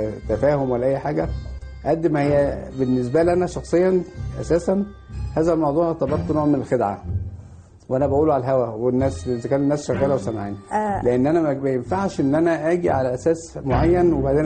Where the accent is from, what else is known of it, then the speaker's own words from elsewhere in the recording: Egypt; أنا مصري فلازم يبقى مصري يعني